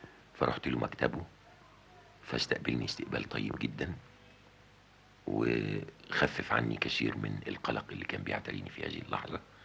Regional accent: Port Said, Port Said Governorate, Egypt; وأنا ما زلت في بلدي بورسعيد كنت أتابعها شأن كل المصريين

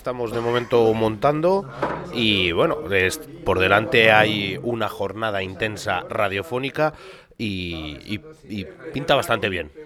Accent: Burgos, Castile and León, Spain; Yo vengo de Burgos, de Gamonal, de Radio Onda Expansiva

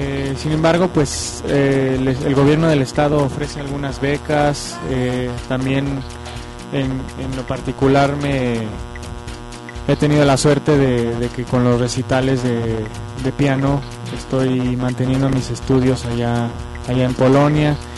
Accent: Mexico; siendo mexicano y teniendo el corazón mexicano.

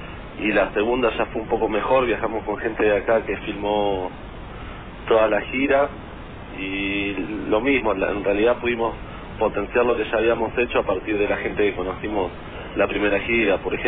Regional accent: Patagonia, Argentina; Nosotros somos todos oriundos de la Patagonia, así que también hemos tocado por ahí.

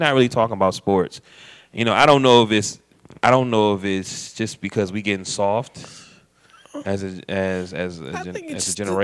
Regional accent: Akron, Ohio, United States; and I'm from Akron, you know, and I like

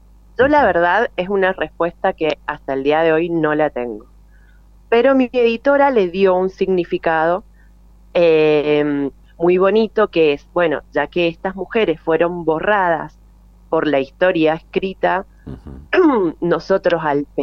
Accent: Mendoza, Argentina; como yo soy mendocina

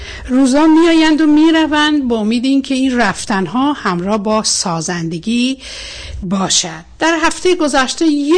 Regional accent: Mazandaran, Iran; وقتی من به شما میگم من مازندرانی هستم، این یک نسبت جغرافیایی است نه قومی.

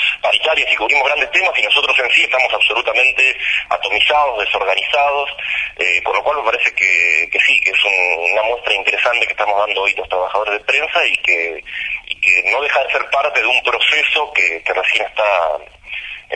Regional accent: Bahía Blanca, Buenos Aires Province, Argentina; Yo soy de Bahía Blanca.

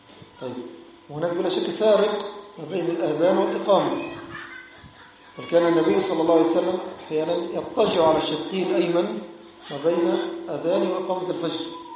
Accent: Egypt; now in Nouakchott, Mauritania; وهذا عندنا في مصر

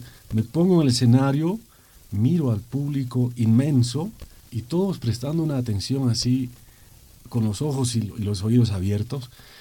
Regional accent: Cochabamba, Bolivia; Eso siento allá en mi ciudad, en Cochabamba, cosa que no siento en La Paz

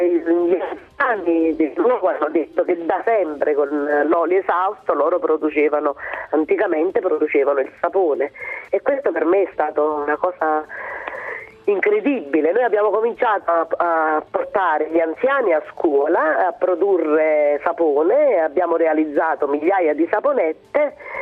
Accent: Campania, Italy; moved away; alla mia terra, che è la terra dei fuochi, dove, insomma, da dove sono andata via perché mi sembrava che tutto fosse purtroppo irreparabile.

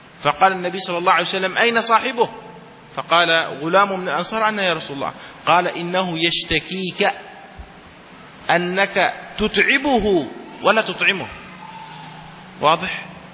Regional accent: Yemen; عندنا في اليمن عندما تشاهد الصور القديمة

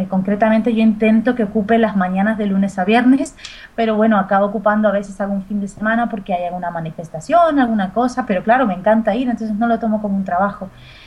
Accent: Argentina; y yo además vengo de la República Argentina, que otra cosa no, pero vacas se comen

